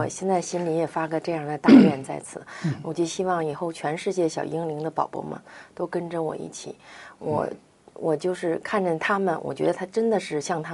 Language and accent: Chinese; Jiamusi, Heilongjiang, China; 就前年我去佳木斯的时候，我老家